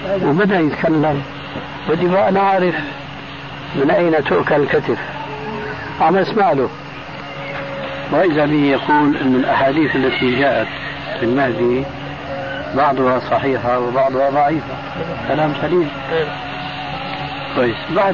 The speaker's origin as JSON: {"language": "Arabic", "town": "Damascus", "region": "Damascus Governorate", "country": "Syria", "said": "قال لي ناس عندنا في دمشق يعمل حلقة"}